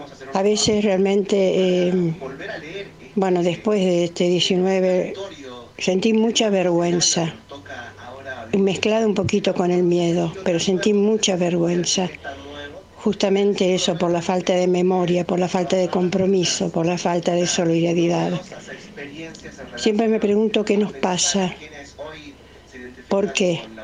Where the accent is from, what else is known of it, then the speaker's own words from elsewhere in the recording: Argentina; poder decir con mucho orgullo, más orgullo, que somos argentinos dignos